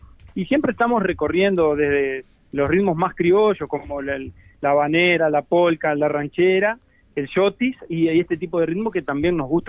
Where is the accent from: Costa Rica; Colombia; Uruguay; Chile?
Uruguay; San Gregorio de Polanco, Tacuarembó; now in Tacuarembó, Uruguay; nosotros somos todos de Tacuarembó, somos todos de pueblitos chicos de Tacuarembó, de Tambores, de la aldea, yo soy de San Gregorio de Polanco, y estamos todos nucleados ahora en la ciudad de Tacuarembó.